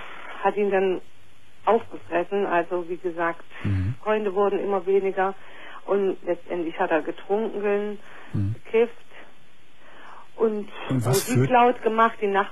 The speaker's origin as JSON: {"language": "German", "region": "East Germany", "country": "Germany", "said": "Ich komme aus dem Osten."}